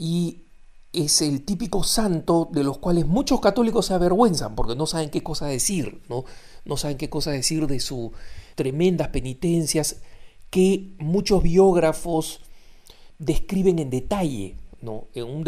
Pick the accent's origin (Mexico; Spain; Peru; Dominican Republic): Peru; no solo porque me he criado en el Perú, soy peruano